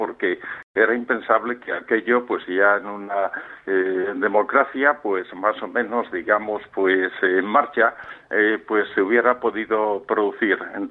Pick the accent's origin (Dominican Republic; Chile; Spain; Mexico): Spain; moved away as an adult; Ya he vivido un año en Londres, me fui muy joven de España, no soportando, en fin, ciertas cicatrices.